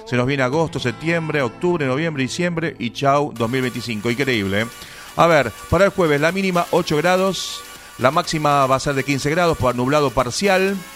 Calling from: Wilde, Buenos Aires Province, Argentina; Hola Sergio … de Wilde y estoy de vacaciones escuchándolos en familia.

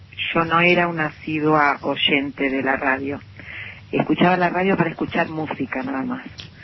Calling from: Caseros, Buenos Aires Province, Argentina; de Caseros.

